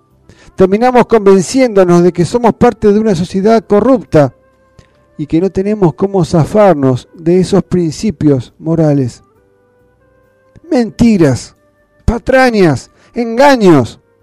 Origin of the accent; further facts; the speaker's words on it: Argentina; Como argentinos, estamos en condiciones de servidumbre desde el mismo nacimiento